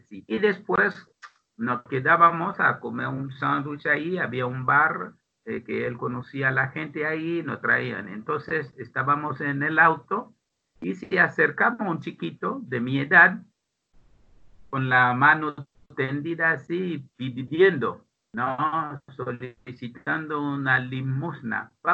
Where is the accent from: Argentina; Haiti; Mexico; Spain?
Haiti; Pétionville, Ouest; also born or lived in Port-au-Prince; Yo nací en Puerto Príncipe, la capital. Después fuimos a vivir a Pétionville, que es un barrio acomodado, es decir, de clase media más bien alta.